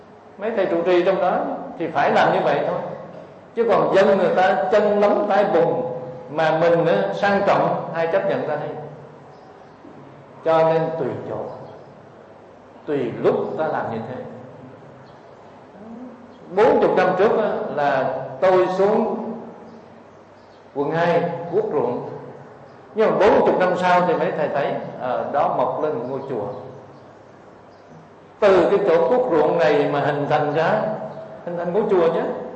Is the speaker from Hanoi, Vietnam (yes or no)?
no; Cu Chi, Ho Chi Minh City, Vietnam; Cho nên tôi ở thành phố Hồ Chí Minh mà tôi đi về quê của tôi ở Củ Chi, quê là vùng cách mạng.